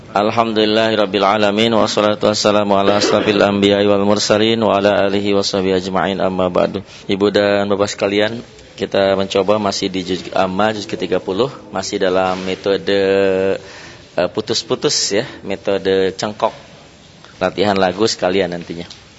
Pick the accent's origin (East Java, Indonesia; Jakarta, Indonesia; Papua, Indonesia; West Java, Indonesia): West Java, Indonesia; Padahal saya orang Sunda enggak bisa P loh, Pak. F enggak bisa, bisanya P.